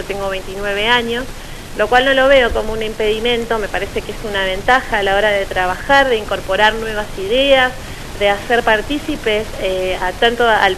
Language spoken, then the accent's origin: Spanish; Villa Regina, Río Negro, Argentina; also born or lived in La Plata; yo soy nativa de la ciudad de Villa Regina, provincia de Río Negro. Me he ausentado por 7 años de mi provincia para ir a estudiar a la ciudad de La Plata